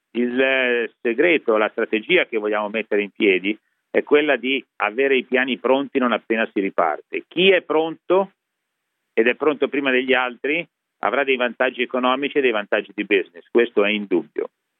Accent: Genoa, Liguria, Italy; E siccome sono di Genova, le do un paragone.

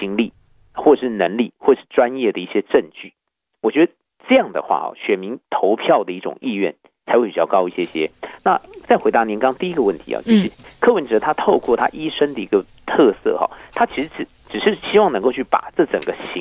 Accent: Taiwan; 我们台湾话说板谁就是板式

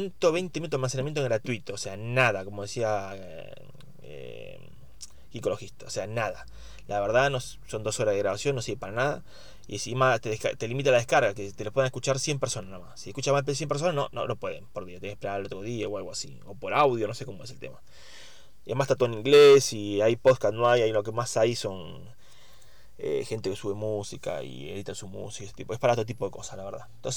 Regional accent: Argentina; soy un argentino

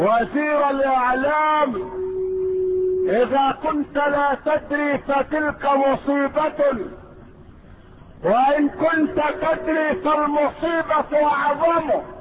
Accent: Egypt; لكن المستهزئين عندنا في مصر اخرجوا مسرحية

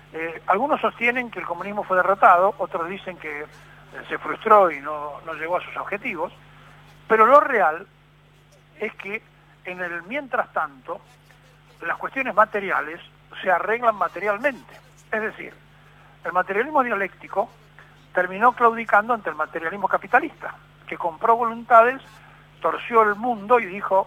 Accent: Argentina; para hacer ver que nosotros somos argentinos y que hacemos lo que queremos

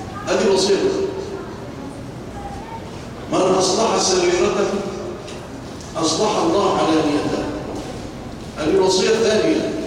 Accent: Egypt; اللهم اجعل بلادنا مصر آمنة مطمئنة، وسائر بلاد المسلمين

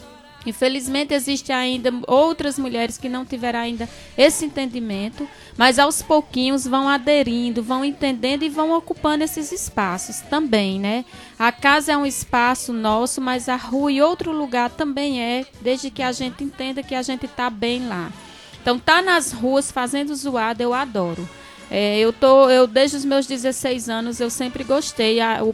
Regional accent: Ceará, Brazil; E a gente, enquanto cearense, a gente se orgulha muito, né?

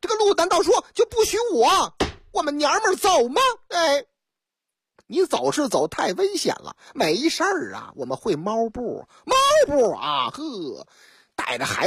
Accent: Shenyang, Liaoning, China; 这事情还真是在我老家发生的，辽宁大沈阳

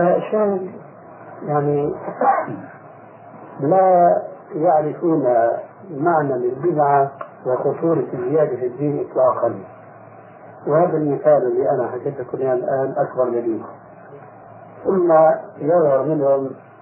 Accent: Syria; يشكو مش عندنا في الشام

